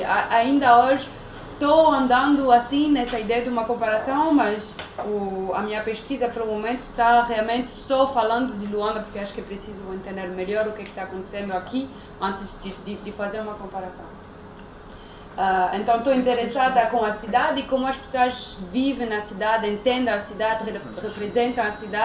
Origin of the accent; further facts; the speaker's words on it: France; Eu fiz o doutoramento numa universidade francesa, sendo francesa